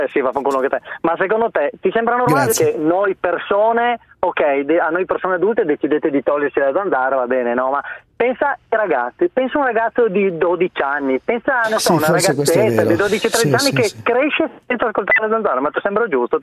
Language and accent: Italian; Reggio Emilia, Emilia-Romagna, Italy; sono di Reggio Emilia, ma in questo momento mi trovo in via Monterosa 91 20 149 Milano